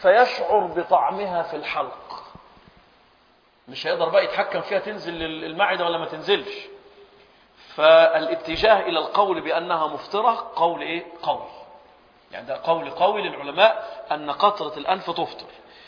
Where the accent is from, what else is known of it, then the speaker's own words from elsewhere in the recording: Egypt; سبحان الله، عندنا في مصر لما حد يدخل غرفة العمليات